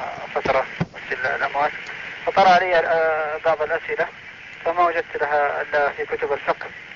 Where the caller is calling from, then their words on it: Saudi Arabia; انا الان اتكلم من السعوديه.